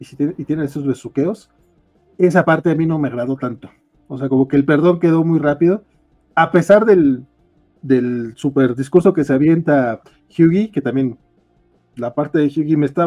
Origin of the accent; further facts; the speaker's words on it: northern Mexico, Mexico; soy norteño, recuerden.